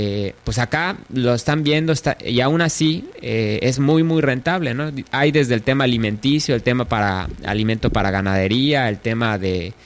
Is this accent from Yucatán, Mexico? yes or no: yes; Yucatán, Mexico; uno de los problemas que tenemos como yucatecos? Es de que muchos somos demasiado conservadores